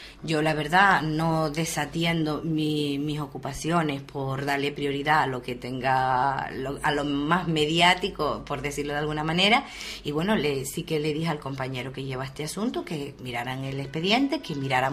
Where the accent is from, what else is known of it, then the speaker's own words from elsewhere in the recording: Uga, Canary Islands, Spain; nosotros somos del pueblo de Uga